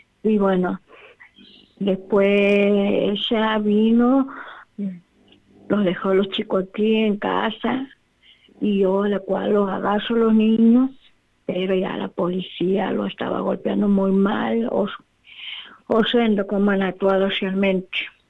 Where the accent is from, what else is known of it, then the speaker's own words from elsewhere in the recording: Santiago del Estero, Argentina; soy de Santiago del Estero, capital.